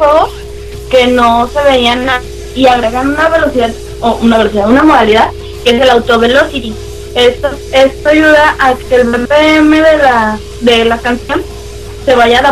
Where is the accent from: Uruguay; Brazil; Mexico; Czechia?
Mexico; Guadalajara, Jalisco; soy de Guadalajara